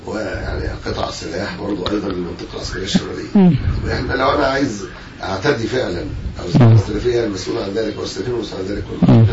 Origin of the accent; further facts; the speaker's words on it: Egypt; صفاتنا ان احنا مواطنين مصريين